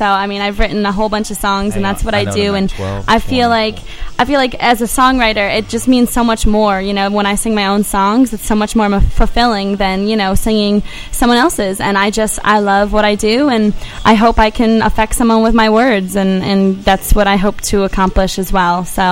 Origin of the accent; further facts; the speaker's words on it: Florida, United States; Hey, don't hate on Florida people. I'm from Florida too